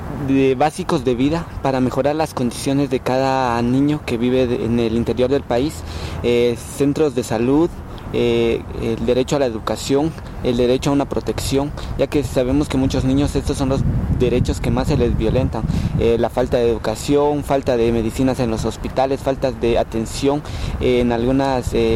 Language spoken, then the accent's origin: Spanish; San Andrés Semetabaj, Sololá, Guatemala; De Sololá, San Andrés de Metabaja.